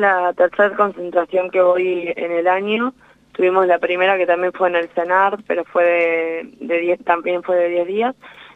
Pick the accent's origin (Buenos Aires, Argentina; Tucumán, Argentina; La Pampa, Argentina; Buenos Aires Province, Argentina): La Pampa, Argentina; Trenel; justo llegué un día antes de que se declarara la cuarentena general en el país, a La Pampa, a mi pueblo Trenel